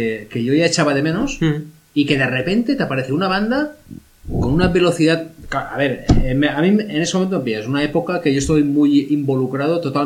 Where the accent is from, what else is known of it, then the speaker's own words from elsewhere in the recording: Valencia, Valencian Community, Spain; que somos los de Valencia. Y yo, de Palencia. No, de Valencia.